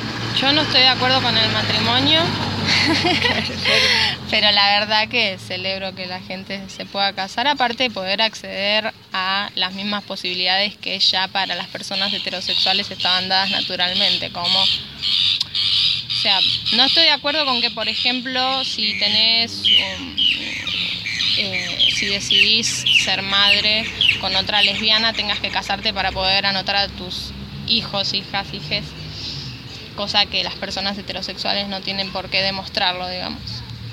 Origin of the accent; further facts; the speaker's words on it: La Matanza, Buenos Aires Province, Argentina; born there; nací en Buenos Aires, en La Matanza, y vine a vivir acá tras la sierra hace 5 años.